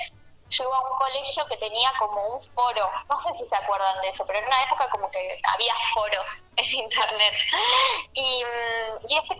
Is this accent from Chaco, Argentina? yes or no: no; Buenos Aires, Argentina; Yo soy de Buenos Aires, soy del barrio de Villaluro.